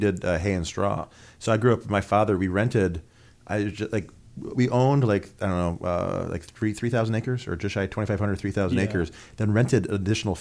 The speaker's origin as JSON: {"language": "English", "region": "New York", "country": "United States", "tie": "born or raised there", "said": "I grew up on a farm myself, just in Ontario County."}